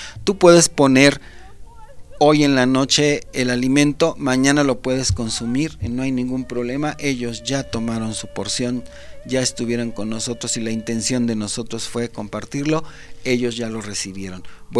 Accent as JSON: {"language": "Spanish", "country": "Mexico", "said": "como mexicanos"}